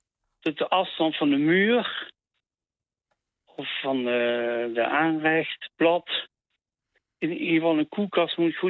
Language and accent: Dutch; Maastricht, Limburg, Netherlands; Ik heb een accent, ik kom in Maastricht.